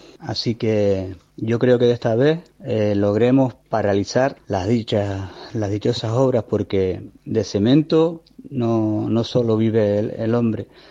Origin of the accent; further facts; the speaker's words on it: Canary Islands, Spain; de Cantautores de Acampada. Soy canario.